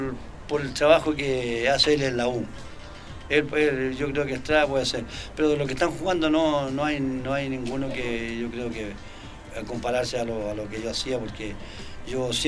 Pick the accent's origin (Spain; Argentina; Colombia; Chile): Chile; Yo confío mucho en Chile, pero como chileno me quiero que empate o gane.